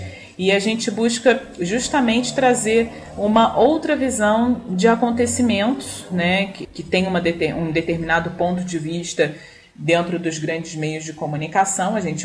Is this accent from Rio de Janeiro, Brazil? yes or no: yes; Rio de Janeiro, Brazil; accent: southeast Rio de Janeiro; o nosso sotaque aqui da região sudeste do Rio de Janeiro